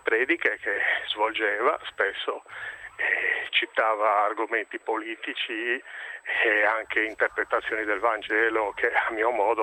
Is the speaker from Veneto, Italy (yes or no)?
no; Genoa, Liguria, Italy; io sono genovese